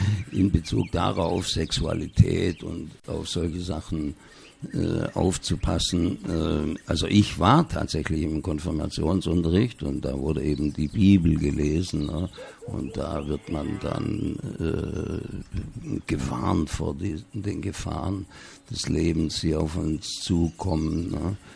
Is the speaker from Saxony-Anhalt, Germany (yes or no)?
no; Baden-Württemberg, Germany; in der Kleinstadt, wo ich aufgewachsen bin, da südlich von Stuttgart.